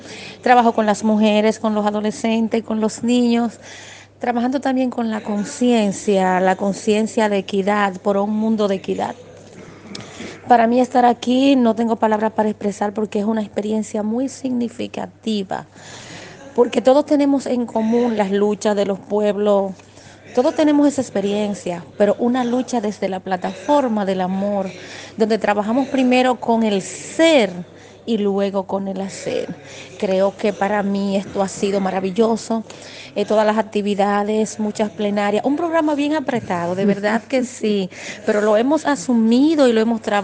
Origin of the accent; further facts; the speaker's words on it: Dominican Republic; Soy dominicana, como lo dijiste